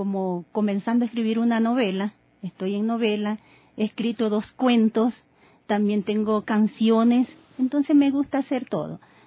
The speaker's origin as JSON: {"language": "Spanish", "town": "Quevedo", "region": "Los Ríos", "country": "Ecuador", "said": "yo escribí este libro en mi provincia, en Quevedo. Yo soy de Quevedo. ¿Ya? Y tengo mi familia ahí, hijos, esposos."}